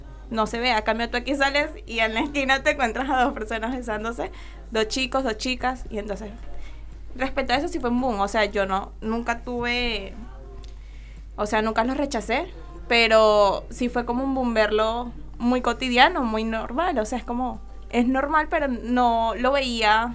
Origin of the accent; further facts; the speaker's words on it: Venezuela; now in Argentina; Venezuela.